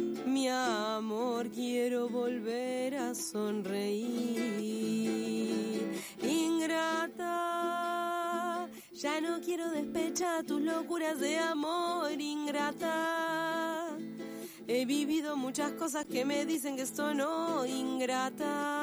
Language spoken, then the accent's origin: Spanish; Gobernador Costa, Chubut, Argentina; Yo vengo de Chubut, ¿no? Cuando me fui a estudiar de mi pueblo, que se llama Gobernador Costa, me fui a estudiar Esquel, la secundaria, el viejo Polimodal.